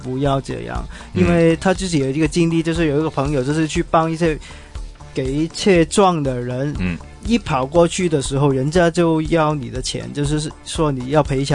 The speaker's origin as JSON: {"language": "Chinese", "country": "Hong Kong", "said": "其实作为一个香港人呢"}